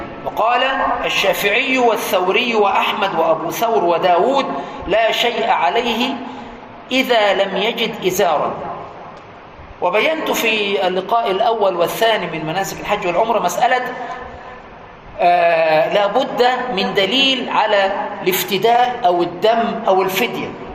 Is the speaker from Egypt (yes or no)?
yes; Egypt; القميص عندنا في مصر يقول القميص اللي هو ليه زراير،